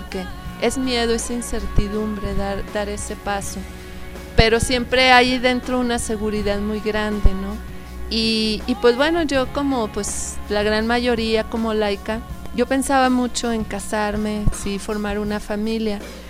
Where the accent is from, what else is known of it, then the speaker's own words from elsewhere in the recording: Torreón, Coahuila, Mexico; Yo soy de Torreón